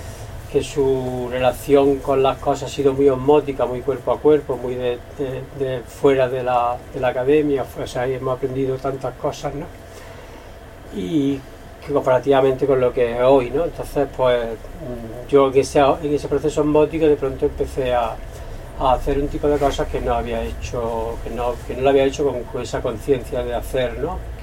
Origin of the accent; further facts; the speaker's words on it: Valencia, Valencian Community, Spain; vengo también de Valencia otra vez, donde de niño era de los pocos sitios donde veíamos vedette, ¿no?